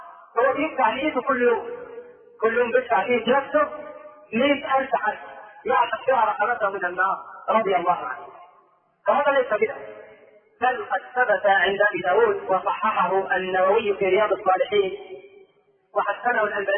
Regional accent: Egypt; ترى كثيرا من الناس لا سيما عندنا في مصر

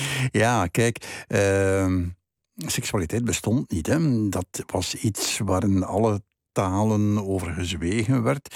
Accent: Flanders, Belgium; de plaats waar ik opgegroeid ben. De plaats, dat is West-Vlaanderen, dat is een vrij streng gebied. Mocht het niet katholiek zijn, ik zou het Calvijns noemen.

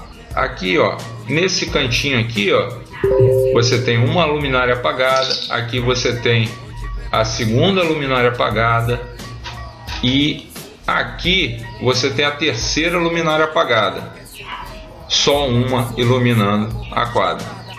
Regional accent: Niterói, Rio de Janeiro, Brazil; born there; now in São Gonçalo, Brazil; do município do qual eu nasci, que é Niterói, e do qual eu sou radicado e vivo, que é São Gonçalo.

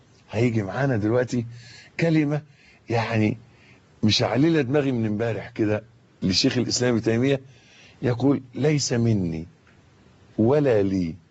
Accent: Egypt; يعني مش عايز بس أخوض في تفاصيل المولد اللي حاصل عندنا في مصر اليومين دول

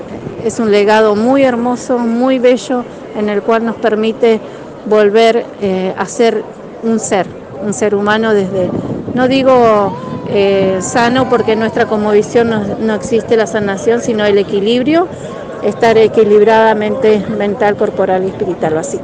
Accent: San Martín de los Andes, Neuquén, Argentina; me designaron como CONA, una autoridad de la comunidad de San Martín de los Andes. Soy de allá, mi linaje es de allá ancestralmente, soy de la Los Currinca Tugún

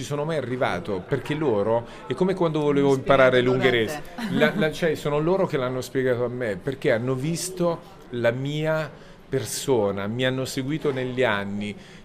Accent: Abruzzo, Italy; perché sono abruzzese e so che bisogna, per imparare bisogna starsi zitti e non lamentarsi

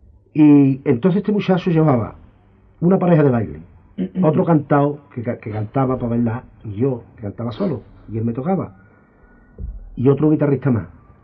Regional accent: Jerez, Andalusia, Spain; moved away; pero yo cuando salí de Jerez yo no sabía cantar, vamos, cantaba por bulería, cantaba la bulería por soleá a mi manera, cantaba por soleá a mi área, siempre con aire de aquí, porque soy de aquí

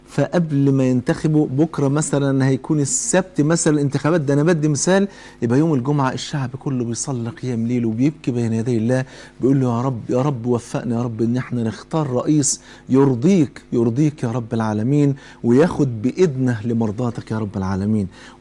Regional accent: Egypt; كلنا كمصريين، كلنا شركاء وطن

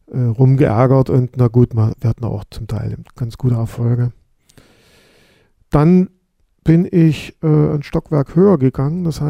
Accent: Saxony, Germany; born there; Ich bin gebürtiger Sachse. Ich habe allerdings einige Zeit auch zum Teil im Ausland beziehungsweise in Mainz gearbeitet.

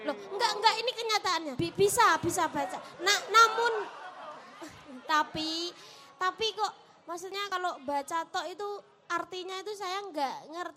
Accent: Java, Indonesia; sebagai orang Jawa dan Islam

